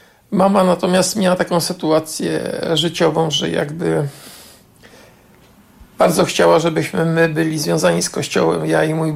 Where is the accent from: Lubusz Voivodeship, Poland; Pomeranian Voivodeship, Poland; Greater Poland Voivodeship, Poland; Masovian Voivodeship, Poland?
Masovian Voivodeship, Poland; Warsaw; born there; ja się urodziłem naprzeciwko kościoła, na ulicy Nowolipie 20A, na ostatnim piętrze.